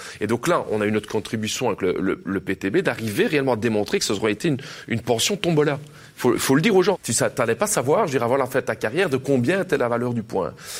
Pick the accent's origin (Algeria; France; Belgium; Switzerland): Belgium; elles sont souvent incomplètes chez nous en Belgique